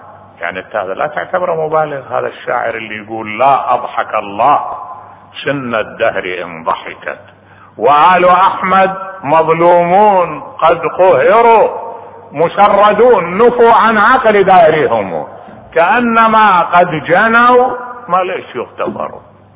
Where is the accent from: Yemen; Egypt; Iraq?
Iraq; واحد انقتل ببا خمرة عندنا بالعراق